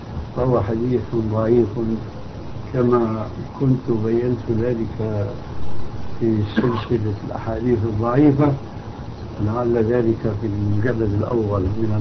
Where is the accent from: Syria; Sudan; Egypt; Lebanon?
Syria